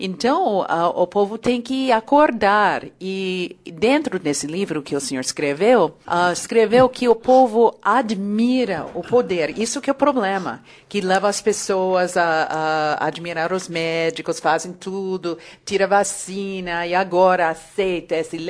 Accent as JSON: {"language": "Portuguese", "country": "United States", "second_language": "Portuguese", "said": "Sou americana espantada agora"}